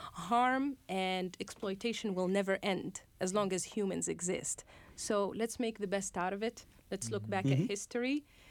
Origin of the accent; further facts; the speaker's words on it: Tataouine, Tataouine Governorate, Tunisia; growing up in Tatooine we didn't have a beach so we would have to go to Djerba in the summer